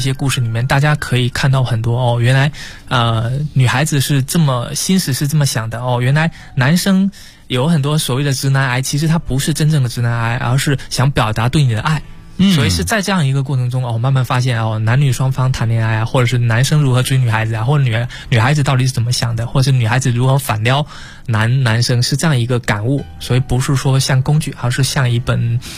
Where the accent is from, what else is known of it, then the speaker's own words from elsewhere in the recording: southern China, China; 这可能是因为我是南方人的因素